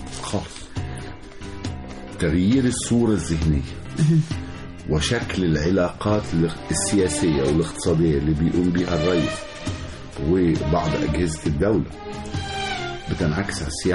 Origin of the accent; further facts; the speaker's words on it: Egypt; أنا مصري وعايش في مصر وعارف الأمان وعارف بنمشي إزاي بالليل